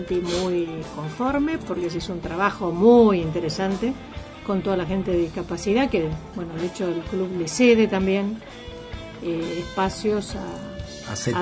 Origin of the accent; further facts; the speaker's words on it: Mar del Plata, Buenos Aires Province, Argentina; que tengo que decir que soy marplatense como el vicepresidente.